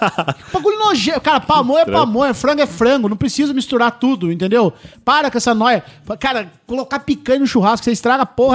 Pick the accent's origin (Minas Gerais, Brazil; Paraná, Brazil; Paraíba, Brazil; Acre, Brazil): Paraná, Brazil; Eu sou do Paraná, ninguém come pão de olho, não, cara.